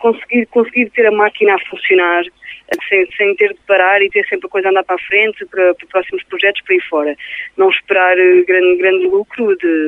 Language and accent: Portuguese; Lisbon, Portugal; Nós somos de Lisboa e fazemos rock